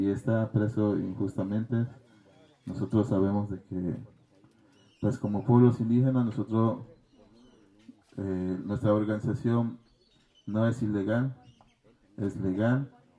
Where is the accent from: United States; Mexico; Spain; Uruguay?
Mexico; Ayutla de los Libres, Guerrero; Yo soy del municipio de Ayutla de los Libres Guerrero, ni tan libre porque estoy un preso